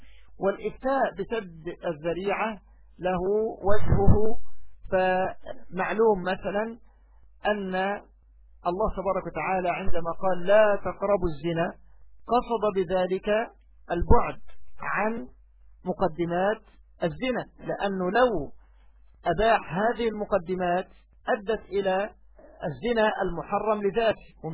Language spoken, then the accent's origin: Arabic; Egypt; هذا أمر لا يستنكر سيما عندنا في مصر مثلا